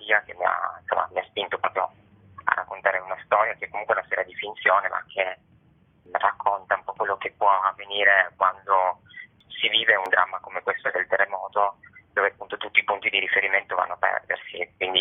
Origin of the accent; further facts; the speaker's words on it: Turin, Piedmont, Italy; io sono di Torino, quindi non ho vissuto il terremoto